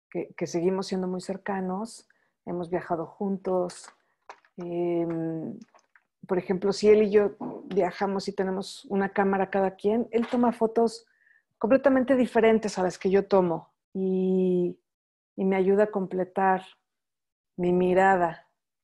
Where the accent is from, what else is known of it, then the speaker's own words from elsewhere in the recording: Mexico City, Mexico; nací aquí en la Ciudad de México y ser mexicana es algo que me define